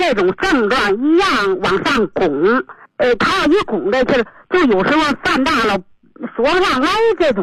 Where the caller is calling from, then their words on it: Beijing, China; 我是北京的一个新学员。